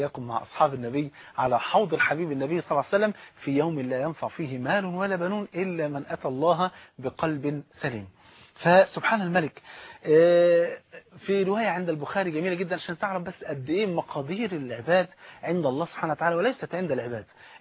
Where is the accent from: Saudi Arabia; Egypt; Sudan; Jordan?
Egypt; المثل البارد اللي عندنا في مصر